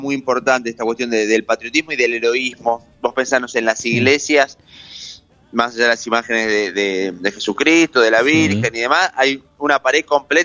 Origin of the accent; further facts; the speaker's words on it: Ezpeleta, Buenos Aires Province, Argentina; me hicieron arrancar por pensar en mi infancia ahí en Espeleta